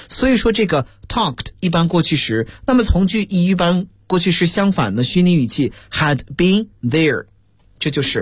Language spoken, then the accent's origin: Chinese; China; 然后呢，我们中国人是用擀面杖啊